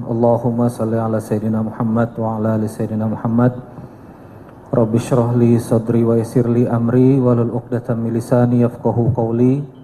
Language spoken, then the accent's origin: Indonesian; Balikpapan, East Kalimantan, Indonesia; Saya lahir besar di Balikpapan, Kalimantan Timur. Keluarga besar saya Kampung Baru, Gunung Guntur, kebun sayur.